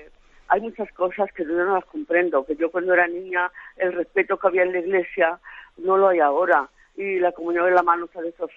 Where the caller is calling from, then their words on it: Alicante, Valencian Community, Spain; de Alicante.